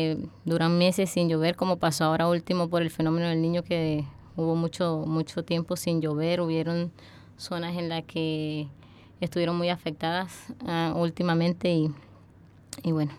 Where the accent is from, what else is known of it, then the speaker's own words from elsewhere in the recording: Guamal, Magdalena, Colombia; born there; Yo nací en Guamal, Magdalena, en Colombia. En un pueblo de la costa norte de Colombia, por donde pasa el río Magdalena y está, la verdad, es una zona de clima cálido.